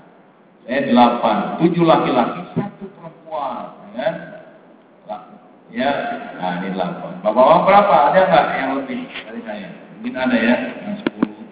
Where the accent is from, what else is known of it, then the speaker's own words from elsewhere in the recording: Jakarta, Indonesia; Nah, ini saya orang Betawi ini gampang banget gitu.